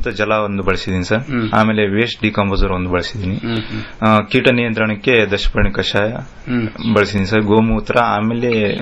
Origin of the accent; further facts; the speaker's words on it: Gangavathi, Karnataka, India; Sir, ನಮ್ಮ ಸ್ವಂತ ಊರು ಗಂಗಾವತಿ.